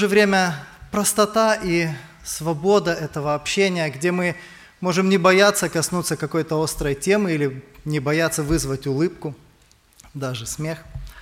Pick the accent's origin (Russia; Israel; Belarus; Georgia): Israel; Kiryat Gat, Southern District; Я из Израиля, из города Кириат-Гат.